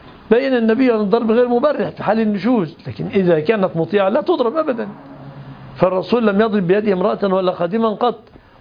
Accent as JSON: {"language": "Arabic", "country": "Egypt", "said": "وعندنا في مصر مثل مصري يقول"}